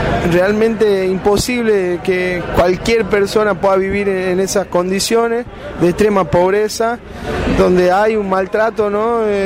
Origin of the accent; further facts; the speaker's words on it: Jujuy, Argentina; accent: Puna; y no tengo los rasgos indígenas, por eso no he sufrido eso también, ¿no? Pero sí por ahí con mi forma de hablar, ¿no? Con mis tiempos más en ritmo Puna